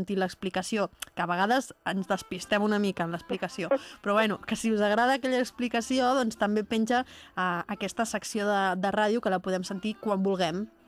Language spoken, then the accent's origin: Catalan; Catalonia, Spain; Com es nota que som catalans